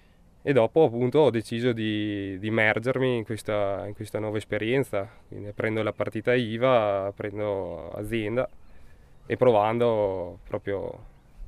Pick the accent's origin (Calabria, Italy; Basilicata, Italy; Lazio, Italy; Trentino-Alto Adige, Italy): Trentino-Alto Adige, Italy; Volano; sono di Volano, insomma, 22